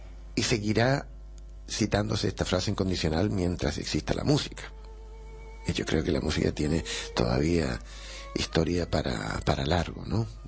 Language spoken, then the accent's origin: Spanish; Chile; Nosotros como chilenos tenemos el tango al otro lado de los Andes.